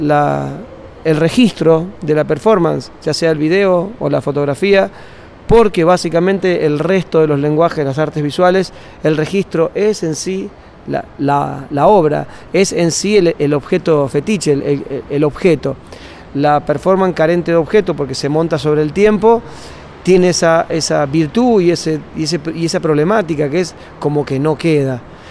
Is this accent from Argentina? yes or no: yes; Argentina; also born or lived in Uruguay / Germany; yo soy de Argentina. Argentina, Uruguay y Alemania son los tres lugares donde más o menos puedo entender que tengo el concepto de hogar